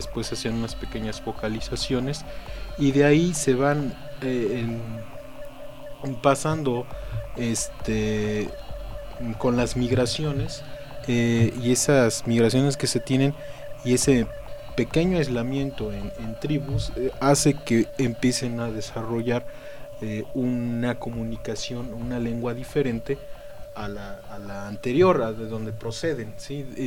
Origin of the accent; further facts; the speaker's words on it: Puebla, Mexico; incluso a nivel nacional y por regiones tenemos diferentes acentos. O sea, si ahorita nos vamos a Tlaxcala o a Veracruz, luego se dan cuenta de que somos poblanos, ¿no? O de tal zona.